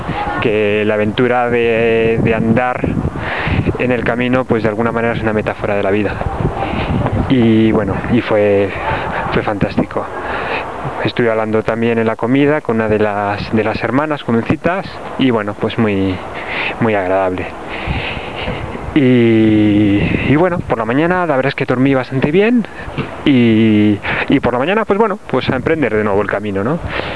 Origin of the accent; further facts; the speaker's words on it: Castile, Spain; Que como buen castellano pues soy seco y eso.